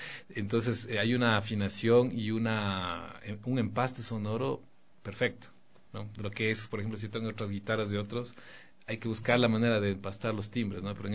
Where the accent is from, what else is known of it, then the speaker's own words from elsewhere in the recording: Quito, Pichincha, Ecuador; Me confundía con mexicano, digo, no, yo soy quiteño